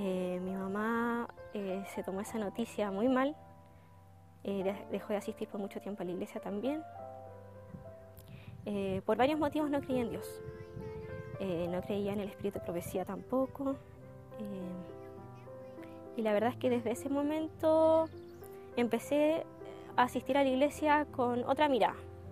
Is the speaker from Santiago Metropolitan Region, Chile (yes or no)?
no; Chiloé, Los Lagos, Chile; also born or lived in Valdivia; soy de la isla Grande de Chiloé, de la parte sur austral de Chile. Yo nací en Valdivia, me cambié a los 5 años a vivir a Chiloé. Mis papás son adventistas desde hace mucho y yo fui también adventista desde muy pequeña